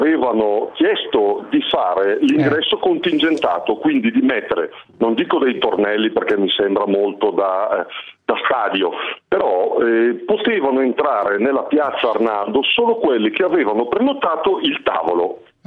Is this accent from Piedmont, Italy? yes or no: no; Brescia, Lombardy, Italy; No, assolutamente, io sono un bresciano.